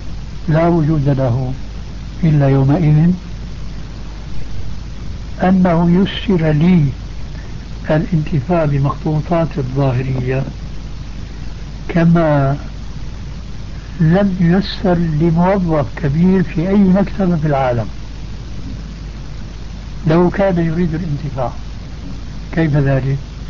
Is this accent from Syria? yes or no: yes; Damascus, Damascus Governorate, Syria; كما يقال عندنا في دمشق